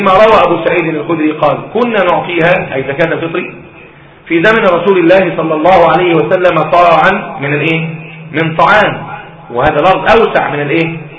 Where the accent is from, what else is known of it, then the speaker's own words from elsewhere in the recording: Egypt; مين بياكل التمر عندنا في مصر؟ التمر عندنا في مصر